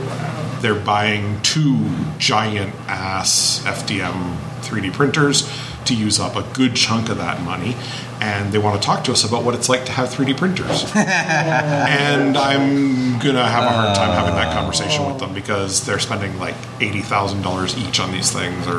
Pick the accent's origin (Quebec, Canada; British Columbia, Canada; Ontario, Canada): Ontario, Canada; Hamilton; You all know that we're from Hamilton, right?